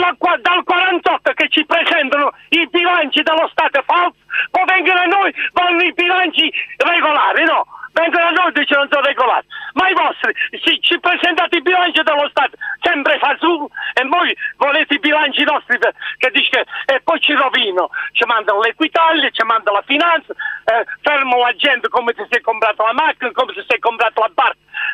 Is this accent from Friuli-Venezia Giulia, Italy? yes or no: no; Andria, Apulia, Italy; io sono di Andria